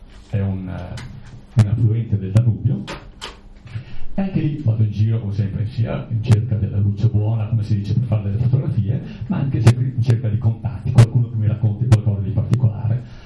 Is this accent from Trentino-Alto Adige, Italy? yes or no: yes; Lasa, Trentino-Alto Adige, Italy; born there; io tra l'altro sono nato per caso a Lasa